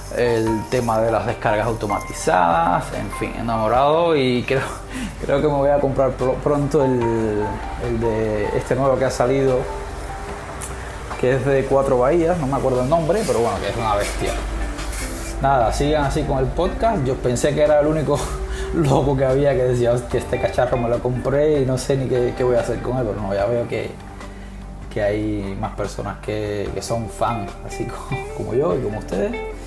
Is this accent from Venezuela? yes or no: no; Cuba; now in Valencia, Spain; soy de Cuba, vivo en Valencia